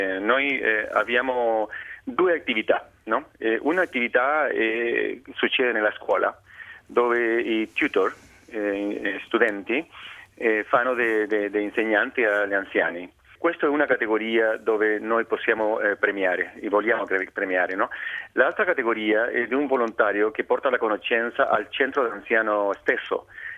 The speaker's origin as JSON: {"language": "Italian", "country": "Chile", "second_language": "Italian", "lives_now": "Edinburgh, United Kingdom", "said": "Io sono cileno."}